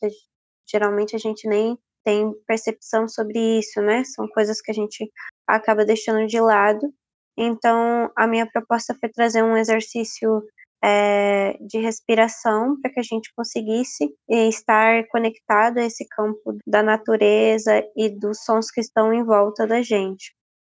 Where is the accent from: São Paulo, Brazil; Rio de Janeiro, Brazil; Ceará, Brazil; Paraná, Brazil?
São Paulo, Brazil; Osasco; sou de Osasco, São Paulo. Estou há 2 anos no nomadismo, então não necessariamente o Osasco é meu lugar de moradia, mas sim o meu lugar de retorno.